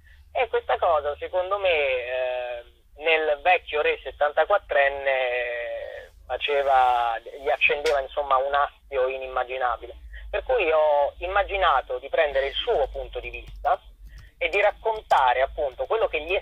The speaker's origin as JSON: {"language": "Italian", "town": "Chieti", "region": "Abruzzo", "country": "Italy", "tie": "born or raised there", "said": "per un altro spettacolo incentrato sulla storia della mia città natale di Chieti, ho scoperto che il re è scappato ed è scappato in direzione dell'Abruzzo."}